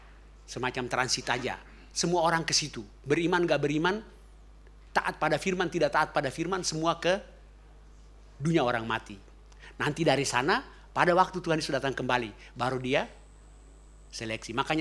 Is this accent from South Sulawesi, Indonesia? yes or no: no; Ambon, Maluku, Indonesia; karena saya orang Ambon